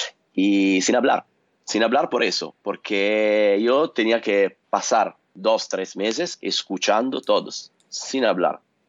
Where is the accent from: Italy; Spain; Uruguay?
Italy; Spanish is a second language; moved away as an adult; salí de Italia en el 2014 y recorrí todo el mundo por 1000 días, 44 países, 5 continentes. Y después de eso, cuando volví a Italia